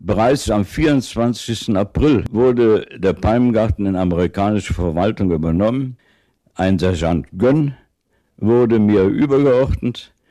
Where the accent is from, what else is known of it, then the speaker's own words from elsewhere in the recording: Cologne, North Rhine-Westphalia, Germany; Ich bin in Köln aufgewachsen. Mein Vater war der Gartenbaudirektor von Köln. Der Mann, der die großen Anlagen dort geschaffen hat, den Grüngürtel. Dort bin ich in einem großen Garten aufgewachsen